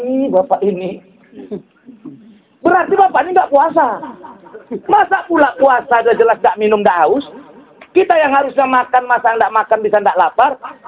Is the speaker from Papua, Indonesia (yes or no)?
no; Kuala Tanjung, North Sumatra, Indonesia; Ada lagi di kampung kami di Kuala Tanjung, tak perlu sholat lima waktu, katanya dalilnya.